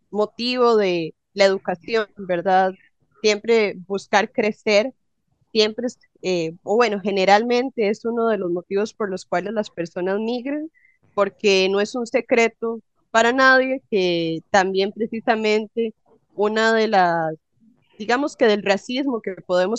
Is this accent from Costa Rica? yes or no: yes; Greater Metropolitan Area, Costa Rica; born there; creo que también muchas nacimos en San José o en Heredia o en el Gran Área Metropolitana.